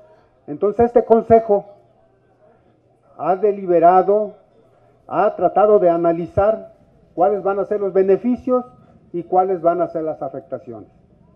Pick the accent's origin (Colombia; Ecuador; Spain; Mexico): Mexico; Mesa del Nayar, Nayarit; first language Cora; Spanish is a second language; Yo soy de Mesa del Nayar, soy Nayeri, Cora. Yo hablo mi lengua Cora. No estoy viviendo en donde se pretende poner la cortina, sino que a unos 20 kilómetros o más